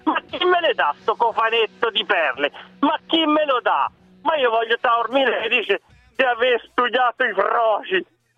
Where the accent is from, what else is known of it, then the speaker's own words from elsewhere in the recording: Siena, Tuscany, Italy; ma qui in Toscana, Parenzo, io sono senese, qui in Toscana